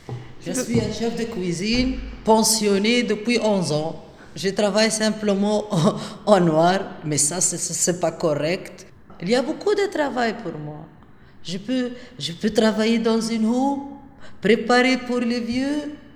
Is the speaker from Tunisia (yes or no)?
yes; Tunisia; now in Blankenberge, Belgium; Je suis tunisienne, j'habite à Blankenberg.